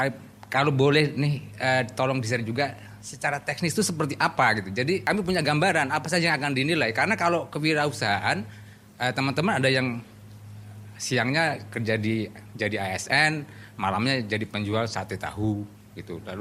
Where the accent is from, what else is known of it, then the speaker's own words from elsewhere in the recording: Blitar, East Java, Indonesia; kami dari Blitar itu cukup banyak teman-teman yang pada akhirnya terjun ke dunia itu